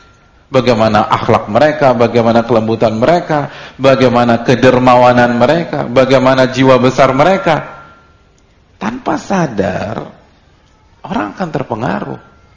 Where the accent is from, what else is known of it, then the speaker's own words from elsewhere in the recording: Jakarta, Indonesia; Saya dari kecil sampai SMA itu di Jakarta, omongannya logo-logua. Habis itu pondok 2 tahun, terus setelah itu 5 tahun lagi.